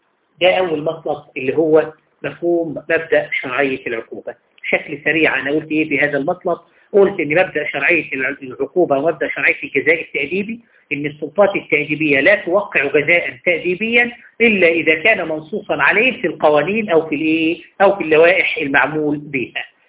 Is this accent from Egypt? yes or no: yes; Egypt; بمعنى إن المفروض عندنا في مصر هنا